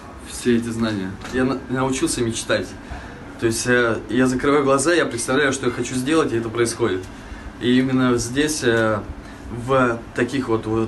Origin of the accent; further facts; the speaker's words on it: Omsk, Omsk Oblast, Russia; now in Asti, Italy; я из Омска. Попал сюда по счастливой случайности. Я приехал сюда учиться на север Италии, в Пьемонт, в Асти.